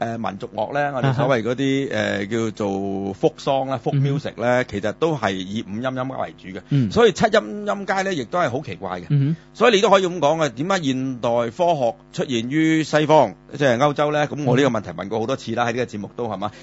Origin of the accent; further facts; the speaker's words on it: Hong Kong; 我哋香港人叫合圖啫，但大陸叫胡圖噶嘛。